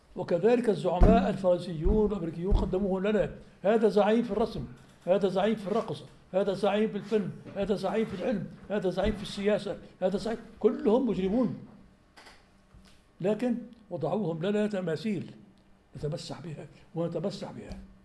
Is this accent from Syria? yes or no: yes; Syria; عندما قام الانفصال عندنا في سوريا منذ 50 سنة